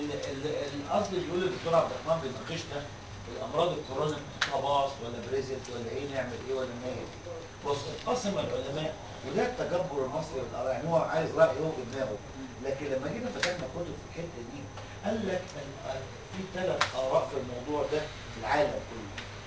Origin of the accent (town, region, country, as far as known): Egypt